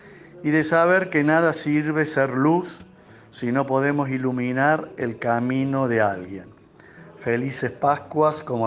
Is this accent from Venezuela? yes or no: no; Córdoba, Argentina; soy amigo de hace años de Diego, soy cordobés.